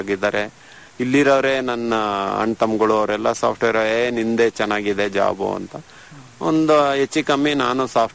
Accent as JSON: {"language": "Kannada", "town": "Somashettahalli", "region": "Karnataka", "country": "India", "said": "ನಮ್ಮ ಪ್ರಾಪರ್ ಬಂದ್ಬಿಟ್ಟು ಚನ್ನಗಿರಿ ತಾಲೂಕು ಸೋಮಶೆಟ್ಟಹಳ್ಳಿ."}